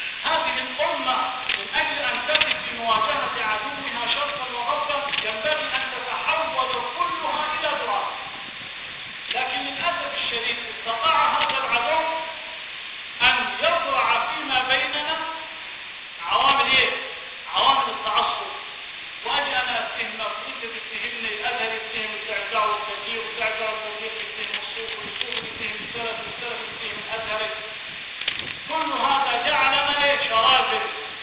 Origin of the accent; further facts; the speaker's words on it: Upper Egypt, Egypt; في طرق كثير عندنا في الصعيد